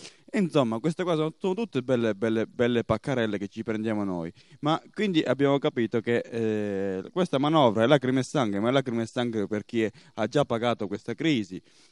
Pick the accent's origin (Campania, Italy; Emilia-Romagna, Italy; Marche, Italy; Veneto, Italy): Veneto, Italy; born there; Sapete che io ho questo difetto, che sono nato in Veneto